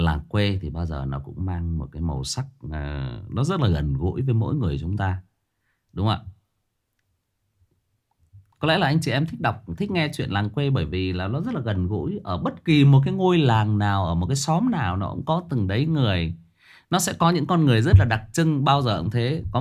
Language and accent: Vietnamese; Thai Nguyen, Vietnam; Tôi thiệt thòi hơn nhiều anh chị em là tôi xa quê. Bố mẹ tôi thì quê gốc ở Hưng Yên, lên lập nghiệp ở trên Thái Nguyên. Và anh chị em tôi là được sinh ra và lớn lên ở đây.